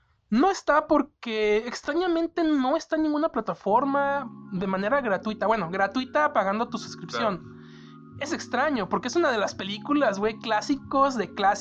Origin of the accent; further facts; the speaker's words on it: Mexico; y uno como mexicano dice, ok, yo sé que aquí hay inseguridad